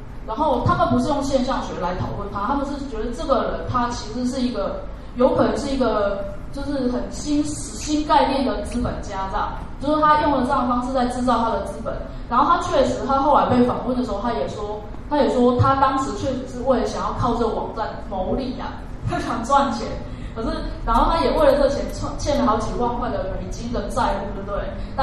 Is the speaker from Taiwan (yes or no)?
yes; Taiwan; 我们台湾人叫嘴炮，